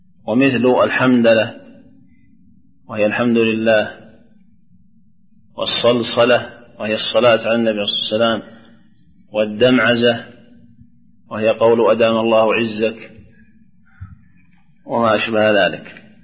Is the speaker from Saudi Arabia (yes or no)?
yes; Najd, Saudi Arabia; لكن لو أذن شمال ولا جنوب عندنا في نجد يصلح